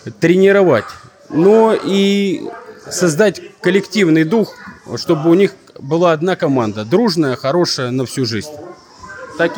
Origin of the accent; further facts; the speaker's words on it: Mozhaysk, Moscow Oblast, Russia; born there; now in Bryansk, Russia; Я родился в Можайске, ну, с 80-го года здесь живу, уже 40 лет.